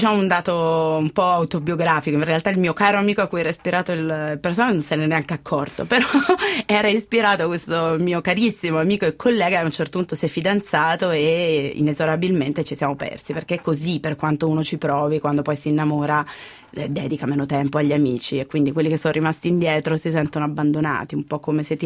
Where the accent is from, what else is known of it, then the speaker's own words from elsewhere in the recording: Turin, Piedmont, Italy; Perché io sono torinese